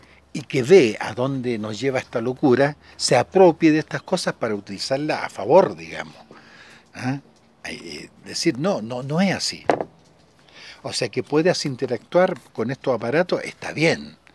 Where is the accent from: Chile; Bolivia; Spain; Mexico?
Chile; Entonces, yo soy chileno